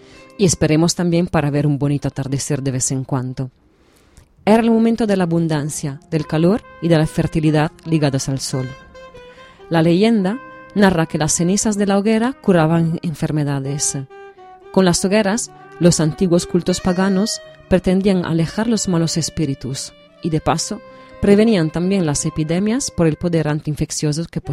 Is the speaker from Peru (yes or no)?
no; Venice, Veneto, Italy; Spanish is a second language; En mi tierra, la hoguera veraniega no era la noche de San Juan, sino la del Redentore, la fiesta que celebra cada tercer fin de semana de julio en Venecia.